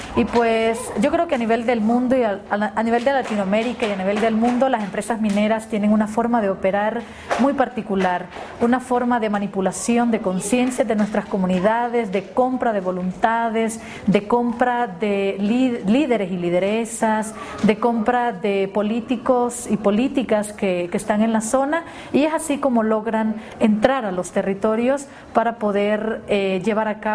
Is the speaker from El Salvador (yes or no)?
yes; El Salvador; soy de El Salvador